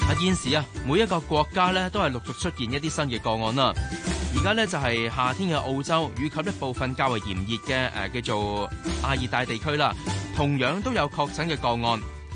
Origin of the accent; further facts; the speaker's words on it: Hong Kong; 现在我们香港人应该更加团结一致。